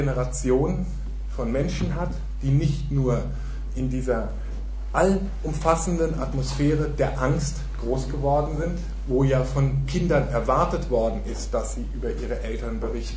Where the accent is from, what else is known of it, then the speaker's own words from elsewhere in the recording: Germany; die ja zumindest, wo ich herkomme in Deutschland, die Leute tendieren auch immer gerne dazu